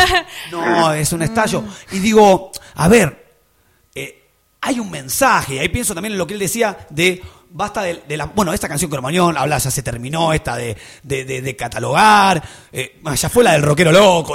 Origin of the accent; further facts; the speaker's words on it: Banfield, Buenos Aires Province, Argentina; Nosotros somos de Banfield, loco.